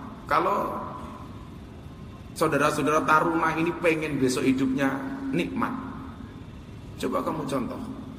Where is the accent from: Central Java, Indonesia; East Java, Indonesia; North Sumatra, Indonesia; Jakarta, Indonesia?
East Java, Indonesia; Ponorogo; also born or lived in Lampung; Kebetulan saya aslinya Ponorogo tapi lahir di Lampung. … putra Jawa kelahiran Sumatera.